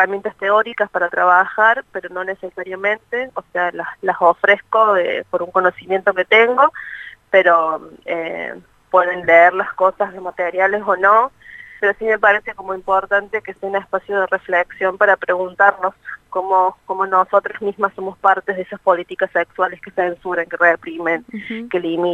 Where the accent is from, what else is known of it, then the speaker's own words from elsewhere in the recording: Córdoba, Argentina; soy de Córdoba, si me quieras, Córdoba.